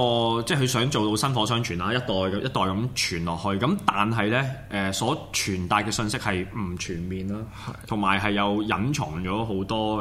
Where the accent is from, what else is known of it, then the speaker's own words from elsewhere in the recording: Hong Kong; 就冇將呢一啲所謂一啲相關嘅經歷或者經驗咧話翻俾我哋香港人聽